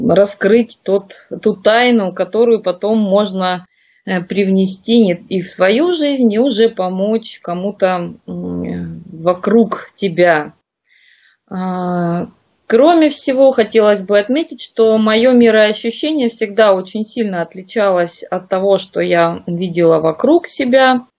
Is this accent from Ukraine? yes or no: yes; Crimea, Ukraine; also born or lived in Kyiv; Волей судьбы я родилась в Крыму и всю жизнь, в принципе, здесь так и прожила